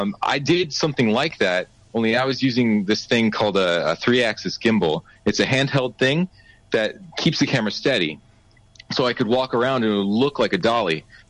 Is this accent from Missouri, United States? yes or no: yes; St. Louis, Missouri, United States; Yeah, I was raised in St. Louis, Missouri, actually.